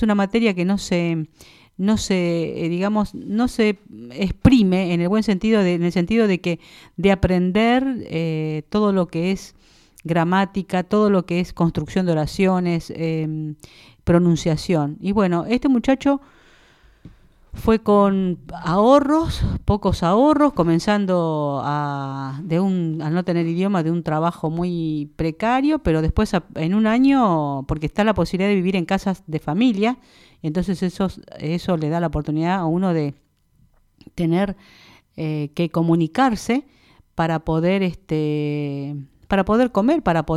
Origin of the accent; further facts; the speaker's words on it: Lobos, Buenos Aires Province, Argentina; lo puedo decir yo, que vine de una escuela pública, vine de un pueblo de Lobos